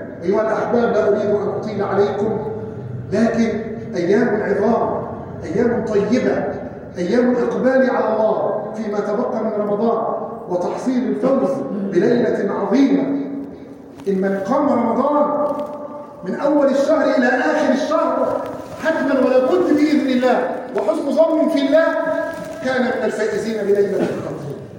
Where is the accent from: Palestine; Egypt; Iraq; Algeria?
Egypt; اللهم احفظ بلادنا مصر من الفتن ما ظهر منها وما بطن